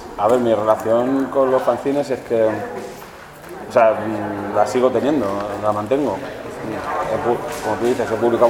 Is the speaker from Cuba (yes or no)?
no; Madrid, Community of Madrid, Spain; como soy madrileño, no me cuesta gritar.